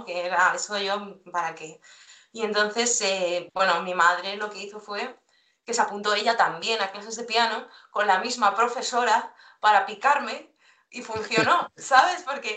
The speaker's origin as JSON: {"language": "Spanish", "town": "El Escorial", "region": "Community of Madrid", "country": "Spain", "said": "de aquí del Escorial, que yo soy de la Sierra de Madrid."}